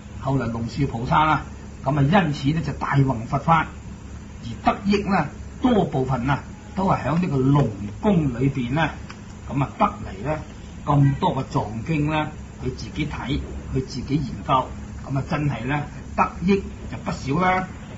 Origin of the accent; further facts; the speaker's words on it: Guangdong, China; 不過我哋廣東人讀呢兩個字咧就係、是、比丘。